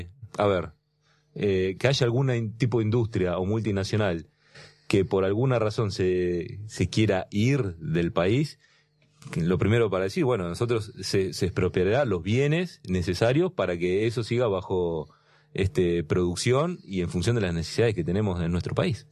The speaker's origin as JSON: {"language": "Spanish", "region": "Neuquén", "country": "Argentina", "said": "Yo vengo de la provincia de Vaca, sí, Muerta"}